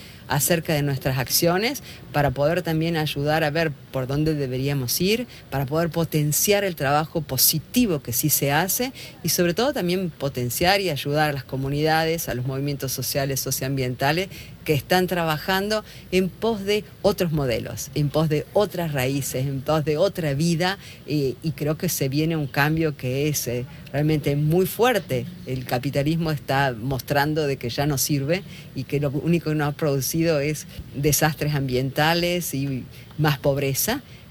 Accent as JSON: {"language": "Spanish", "country": "Argentina", "said": "vengo de Argentina, mi lugar de trabajo está en Córdoba"}